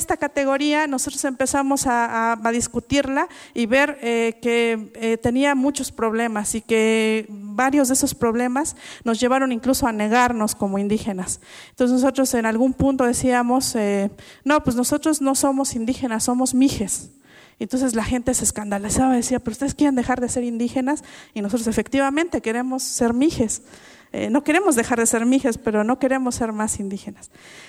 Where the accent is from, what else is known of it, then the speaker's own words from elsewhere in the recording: Oaxaca, Mexico; first language Mixe; Spanish is a second language; en mije, que es la lengua, mi lengua materna, nuestra lengua materna, casi siempre para hablar de sentimientos